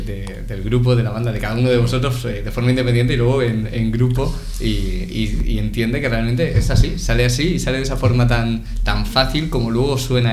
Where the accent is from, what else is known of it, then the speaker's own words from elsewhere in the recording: Úbeda, Andalusia, Spain; soy de Úbeda, pero luego en Granada también ha habido parte del funcionamiento.